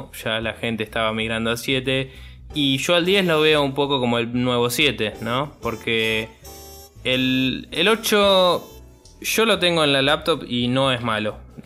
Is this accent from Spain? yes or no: no; Argentina; creo que para nosotros como argentinos y quizás latinoamericanos en general, no nos va a cambiar mucho